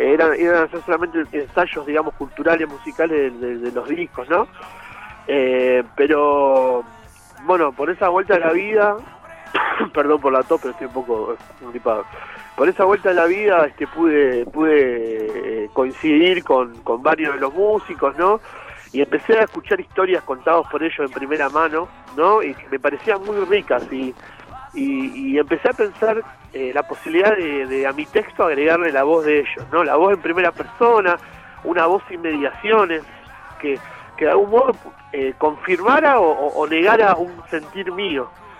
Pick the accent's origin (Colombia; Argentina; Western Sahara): Argentina; Hurlingham, Buenos Aires Province; Yo soy de Hurlingham, sí.